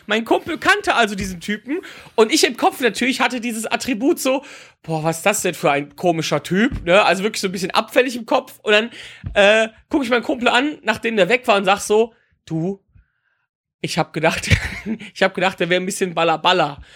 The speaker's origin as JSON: {"language": "German", "town": "Wipperfürth", "region": "North Rhine-Westphalia", "country": "Germany", "tie": "born or raised there", "said": "ich bin in meiner Heimatstadt, ich komme aus dem beschaulichen Wipperfürth"}